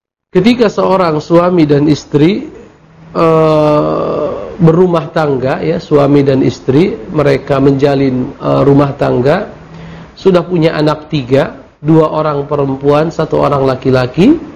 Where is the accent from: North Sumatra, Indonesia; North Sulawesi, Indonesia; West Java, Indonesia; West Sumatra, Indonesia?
North Sumatra, Indonesia; Mandailing Natal; Allahu Akbar, itu kampung halaman saya itu.